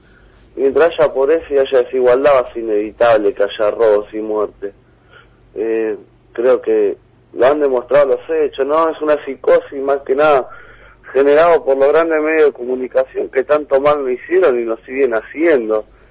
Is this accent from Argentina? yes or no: yes; Argentina; Pero yo como joven argentino